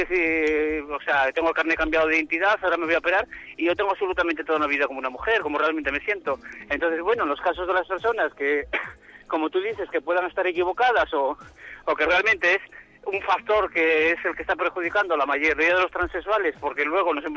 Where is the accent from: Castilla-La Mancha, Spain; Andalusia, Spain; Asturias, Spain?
Asturias, Spain; Gijón; y como soy de Gijón de Asturias.